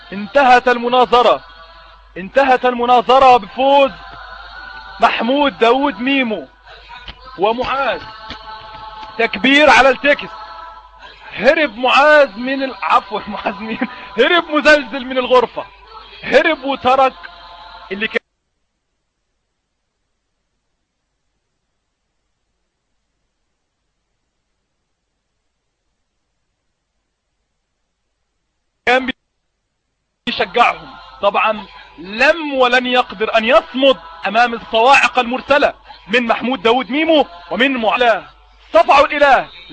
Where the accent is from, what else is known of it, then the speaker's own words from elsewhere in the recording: Egypt; وبمناسبه ان انا مصري،